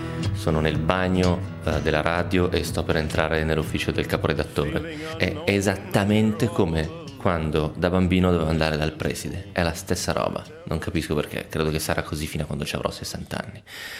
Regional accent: Novara, Piedmont, Italy; Probabilmente se fossi campano gli darei del voi, però visto che sono di Novara uso semplicemente il lei.

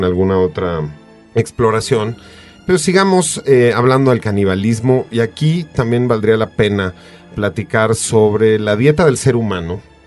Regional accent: Mexico; podemos bien fácil como mexicanos apropiarnos del canibalismo como algo históricamente relacionado con nosotros.

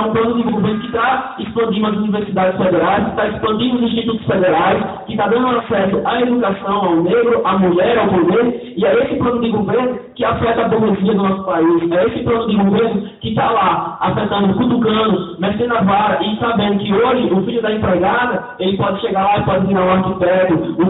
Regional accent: Brazil; Todos nós somos brasileiros

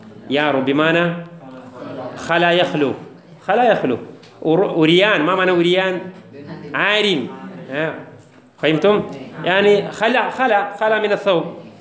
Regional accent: India; Arabic is a second language; هذا عادة الكفار عندنا في الهند

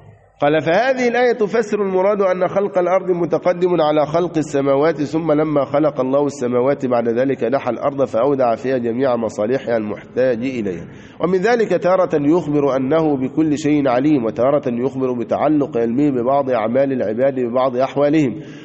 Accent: Egypt; وكان مثلها عندنا في مصر

